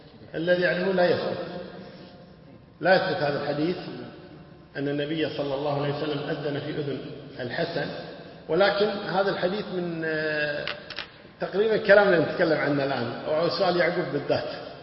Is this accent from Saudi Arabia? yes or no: yes; Buraydah, Al-Qassim, Saudi Arabia; يعني حنا الحين حنابلة وكذا خشيط، ويحسن أنه حنا من بريدة.